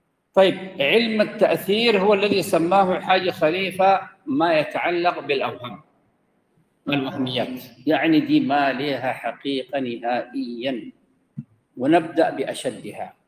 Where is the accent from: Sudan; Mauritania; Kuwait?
Sudan; أنا قلت كده ضربت أمثلة هنا عندنا في السودان